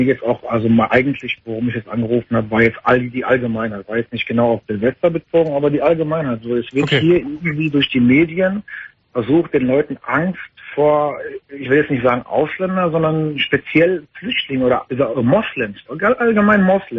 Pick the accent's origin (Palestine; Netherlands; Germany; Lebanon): Palestine; Ich meine, ich bin Palästinenser.